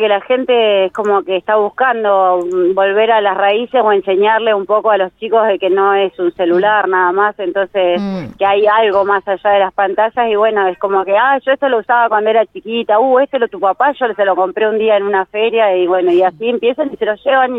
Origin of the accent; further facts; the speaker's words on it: General Pico, La Pampa, Argentina; yo soy de Pico. Este año hace 15 años que vengo acá consecutivo.